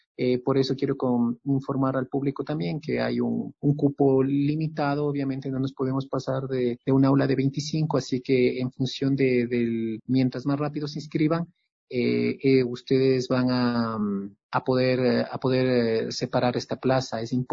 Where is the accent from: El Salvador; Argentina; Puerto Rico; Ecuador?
Ecuador; Quito, Pichincha; moved away as an adult; also born or lived in Kassel, Germany; Yo pues soy un músico quiteño